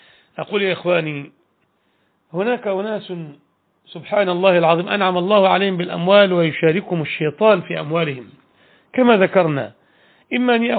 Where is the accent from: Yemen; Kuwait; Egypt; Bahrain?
Egypt; Al Sharqia Governorate; يعني هذه البلدة نعرفها بجوار بلدتنا في الشرقية